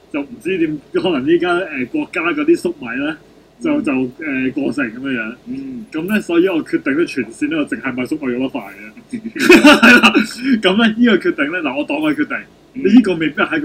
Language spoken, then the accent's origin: Cantonese; China; 其实呢个咧就系我哋中国人好伟大嘅传统。